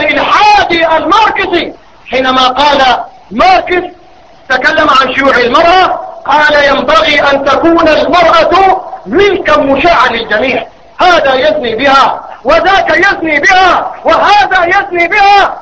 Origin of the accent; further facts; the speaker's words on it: Sudan; معظم القانون عندنا في بلدنا السودان